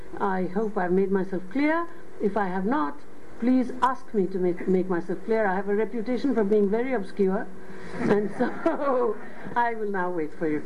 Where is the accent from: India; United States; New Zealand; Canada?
India; West Bengal; first language Bengali; English is a second language; And you have to know the language, so clearly Bengali is my mother tongue, so I can teach there, and English, I'm bilingual in, so I can teach there.